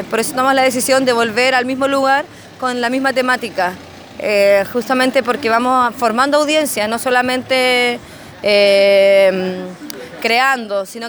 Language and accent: Spanish; Santiago, Santiago Metropolitan Region, Chile; nosotros los que somos de Santiago, teníamos siempre la barrera de que es Melipilla, que no somos de Melipilla